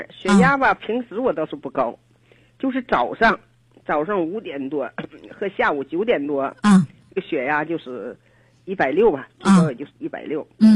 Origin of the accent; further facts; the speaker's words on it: Shijiazhuang, Hebei, China; 我是石家庄的。